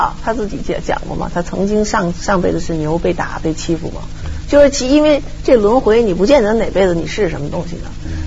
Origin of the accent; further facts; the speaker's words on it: China; 对，而且尤其是咱们这代人或者在这儿的，咱们就是在国内长大的。经历过文革的，比如说，我就觉得出国以后，别人老说你们怎么中国出来的人老有一种就是说不安全感